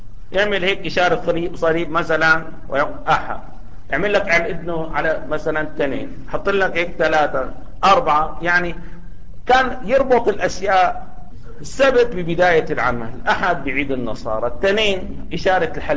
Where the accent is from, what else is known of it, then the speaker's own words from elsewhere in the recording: Damascus, Damascus Governorate, Syria; إذا كنا في بلد مثل سوريا الآن، يعني بلدنا دمشق